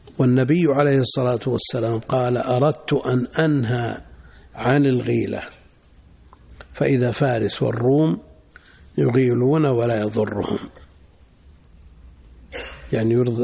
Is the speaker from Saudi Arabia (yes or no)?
yes; Najd, Saudi Arabia; وهذا مستفيض عندنا في نجد، ويمكن في الحجاز